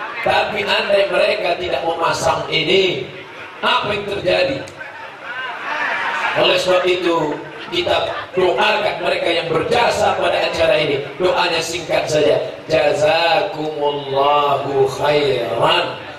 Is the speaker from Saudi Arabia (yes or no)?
yes; Mecca, Makkah Province, Saudi Arabia; saya ini lahir di Makkah, besar di Makkah.